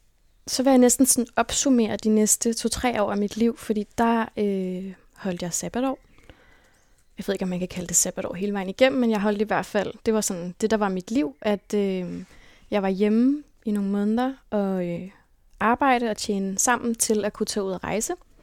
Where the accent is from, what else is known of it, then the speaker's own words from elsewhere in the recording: Copenhagen, Capital Region of Denmark, Denmark; jeg er vokset op på Amager. Født og opvokset på Amager. Og der boede jeg indtil jeg var 12-13 år, hvor mine forældre solgte vores hus.